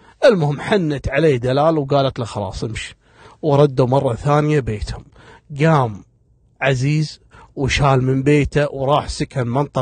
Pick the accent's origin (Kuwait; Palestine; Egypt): Kuwait; وتدخل كلية عندنا في الكويت، كلية التربية.